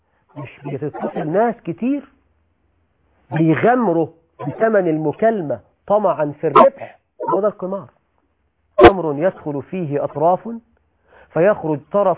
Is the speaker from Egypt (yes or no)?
yes; Egypt; عندنا في مصر بقى يقولك الخيمة الرمضانية